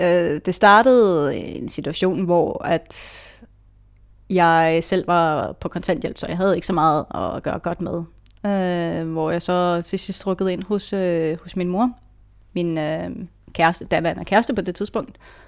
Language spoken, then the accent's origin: Danish; Gadstrup, Zealand, Denmark; jeg er født og opvokset i Gastrup, sådan lige i nærheden af Roskilde. Der har jeg stort set boet næsten hele mit liv. Jeg gik endda i folkeskole i den selv samme